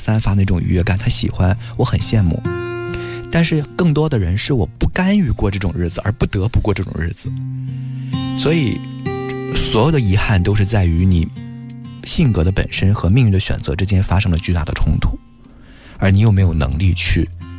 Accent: Weihai, Shandong, China; 我说我的发小在我们威海老家

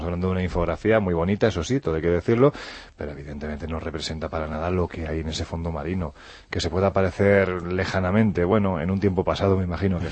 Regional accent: Andalusia, Spain; O sea, saltamos también a Andalucía, mi tierra, que ya tenía yo unas ganas...

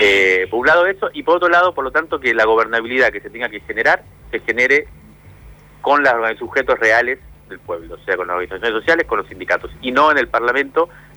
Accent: Cuba; la mayoría de mis amigos con la que me crié en Cuba hoy viven en Miami

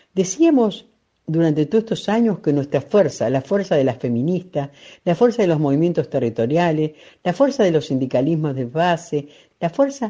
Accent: Buenos Aires, Argentina; soy de la Argentina, soy de la zona de La Plata, Berisso y Ensenada.

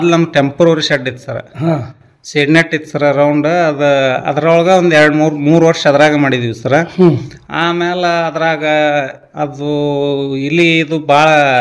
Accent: Navalgund, Karnataka, India; ಸಿರ್ಕೋ ನಮ್ಮ ಗ್ರಾಮ, Navalgund taluk ದಾವಡ್ district sir.

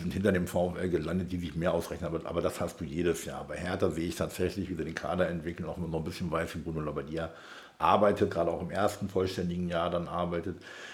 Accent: Leiferde, Lower Saxony, Germany; Ich komme aus Leiferde vom Dorf, da sieht der Haltepunkt nicht viel anders aus.

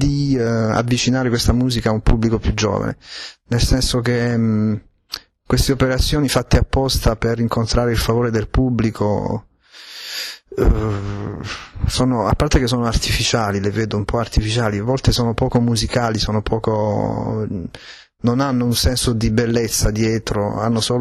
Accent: Apulia, Italy; born there; io sono nato in Italia, sono nato in Puglia, non sono nato a New York

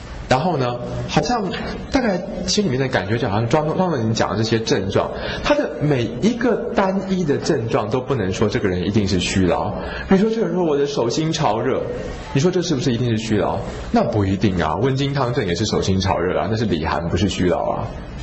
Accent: Taiwan; 然后呢，水毒型的人我们台湾人又特别多

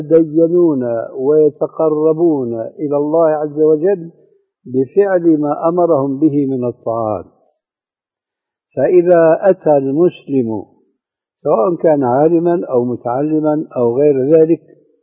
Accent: Syria; وعندنا في سوريا بيقولوا العامة مع الأسف

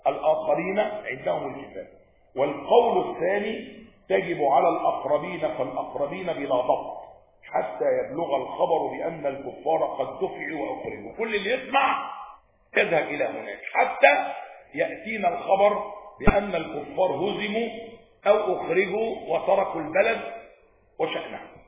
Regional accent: Egypt; أقرب الحروب التي حدث فيها جهاد الدفع في بلدنا مصر

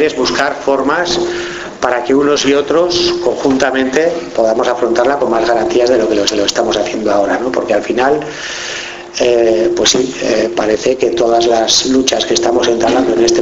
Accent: Pamplona, Navarre, Spain; Yo vengo de Pamplona

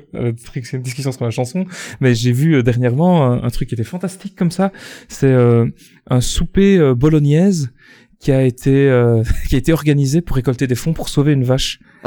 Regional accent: Belgium; pour ceux qui n'auraient pas remarqué à mon accent, je suis belge

